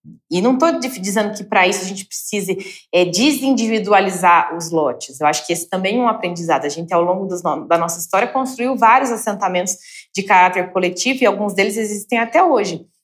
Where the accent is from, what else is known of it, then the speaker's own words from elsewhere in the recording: Paraná, Brazil; que sou assentada no norte do Paraná. É um município de pouco mais de 13 mil famílias, é um assentamento de 40 famílias